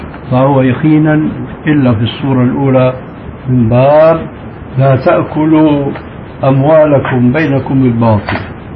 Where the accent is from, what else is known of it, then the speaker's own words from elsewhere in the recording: Syria; نحن عندنا في الشام المشكلة قائمة، ربما مثلكم أو أكثر منكم